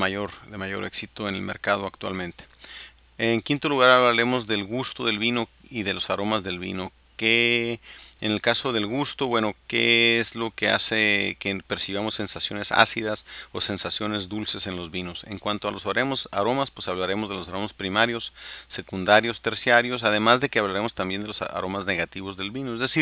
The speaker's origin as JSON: {"language": "Spanish", "region": "Baja California", "country": "Mexico", "said": "los que somos de Baja California, pues sabemos que la gran mayoría del vino de México se produce en Baja California"}